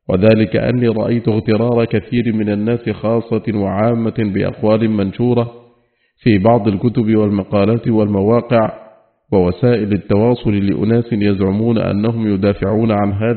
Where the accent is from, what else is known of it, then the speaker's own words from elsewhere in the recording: Saudi Arabia; التي من الله بها على بلادنا المملكة العربية السعودية